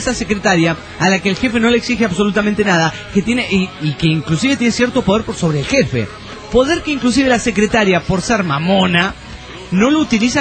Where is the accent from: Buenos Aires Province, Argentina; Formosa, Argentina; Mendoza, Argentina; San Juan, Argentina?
San Juan, Argentina; soy de San Juan, en la República Argentina.